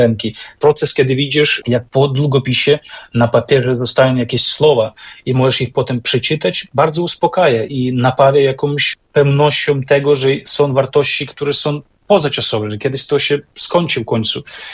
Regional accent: Beskid Niski, Poland; pochodzę z takiego górskiego kraju, można powiedzieć z Beskidu Niskiego, gdzie są bardzo mocne takie domowe, religijne i kulinarne, co ważne, tradycje związane z Wielkanocą

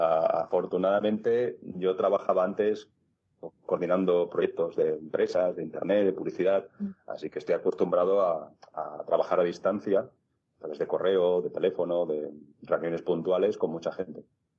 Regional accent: Palma de Mallorca, Balearic Islands, Spain; he mencionado que soy de Palma de Mallorca, que resido aquí

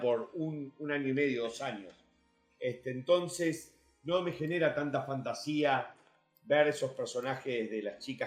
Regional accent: Uruguay; also born or lived in United States; Soy americano, criado en Uruguay.

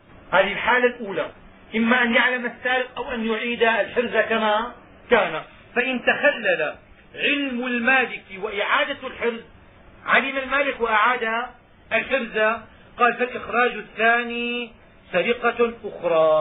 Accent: Syria; حينما كنا صغارا عندنا في الشام كنا نسمع أن اللص يدخل فيسرق النحاس

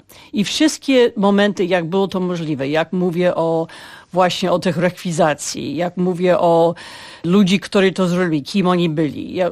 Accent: Ukraine; Polish is a second language; Częściowo mówimy po ukraińsku, częściowo po rosyjsku. Nieważne, jesteśmy razem Ukraińcami.

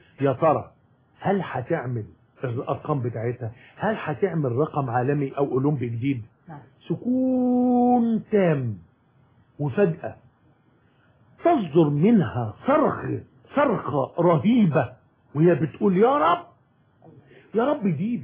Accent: Egypt; احنا عندنا في مصر يمكن المشكله ان احنا بنتعامل مع البطل المعاق على انه معاق

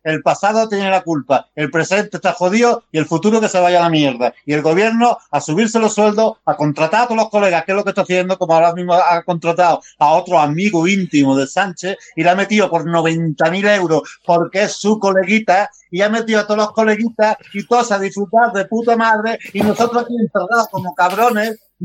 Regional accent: Spain; está claro que el carácter europeo, que somos españoles, somos europeos

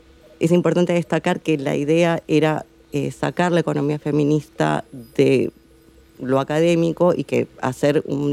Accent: Argentina; inclusive yo vengo de Argentina, es un territorio enorme

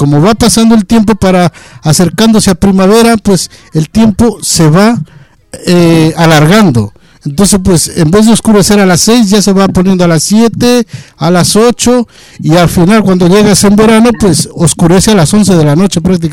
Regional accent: Ecuador; moved away; Pues, a ver, yo soy de Ecuador. Yo estoy por acá muchos años

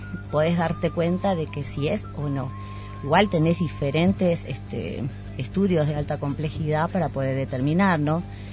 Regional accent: Jujuy, Argentina; soy jujeña y cuando tenía entre 5 y casi 10 años, mi abuelo me llevaba a recorrer toda la hermosa quebrada de Humahuaca

